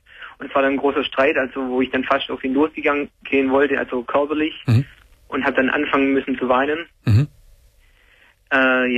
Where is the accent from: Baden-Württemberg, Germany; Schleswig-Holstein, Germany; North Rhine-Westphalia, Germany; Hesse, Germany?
Baden-Württemberg, Germany; also ich komme aus Schwabenland und ja.